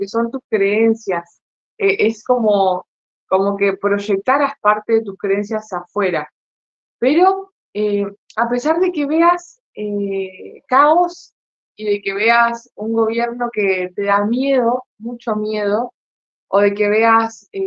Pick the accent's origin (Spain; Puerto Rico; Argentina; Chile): Argentina; gracias por la presentación, Fairuz. Ahora estoy viviendo en Mar del Plata, soy argentina.